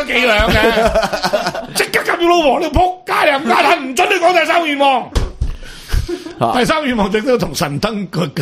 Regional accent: Hong Kong; 我哋香港人翻大陆嘅一签多行啊，回乡证咧都要取消。

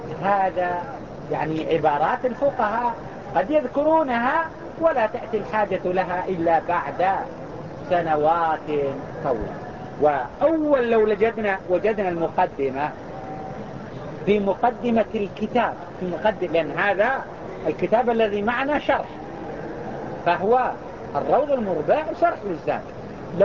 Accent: Mecca, Makkah Province, Saudi Arabia; وهو ما يسمى عندنا في مكة يسمى بالحكر

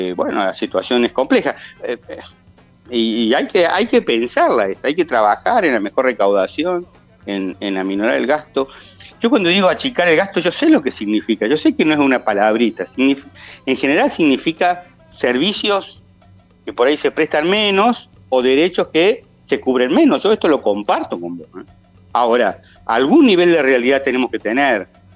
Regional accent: Villa Carlos Paz, Córdoba, Argentina; O sea, yo soy de Carlos Paz y viajo todos los días.

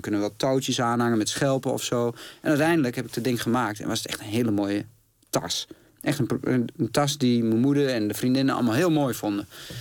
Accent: Glanerbrug, Overijssel, Netherlands; Ik kom uit Glanenbrug. Dat is echt een dorp naast Enschede. Ja, waar je veel meer op straat bent.

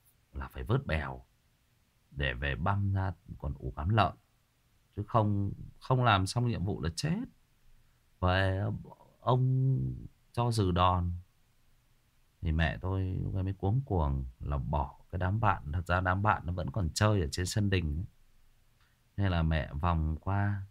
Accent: Hưng Yên, Vietnam; Hưng Yên, đúng rồi, ở Hưng Yên, ở quê mình, quê của mình là Hưng Yên đó Trường Duy, quê ngoại của mình luôn đó

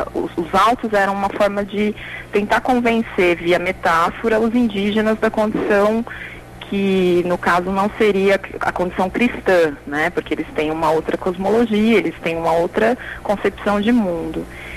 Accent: São Paulo, Brazil; moved away as an adult; now in Araraquara, Brazil; Verdade, eu sou de São Paulo, vim estudar Ciências Sociais em Araraquara, né? Isso já tem 10 anos.

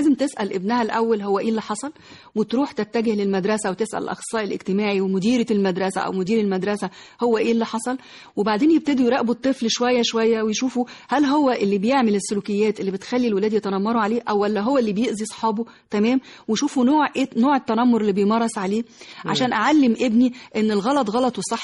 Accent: Egypt; احنا كمصريين كشعب مصري ما بنهتمش قوي بقصة العلاج النفسي

